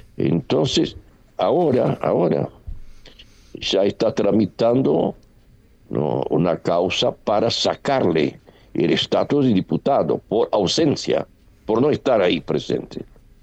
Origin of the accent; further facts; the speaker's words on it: Brazil; Spanish is a second language; Porque no aceptan. ¿Por qué la bandera norteamericana? Somos brasileños.